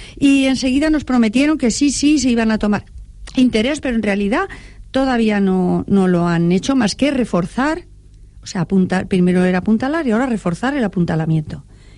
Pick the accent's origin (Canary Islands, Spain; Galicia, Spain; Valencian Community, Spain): Valencian Community, Spain; Valencia; Pero es que no me atrevís porque no soy. Soy de Valencia.